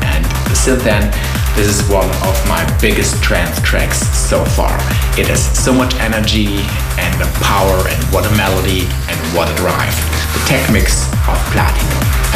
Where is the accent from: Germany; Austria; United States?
Austria; from Austria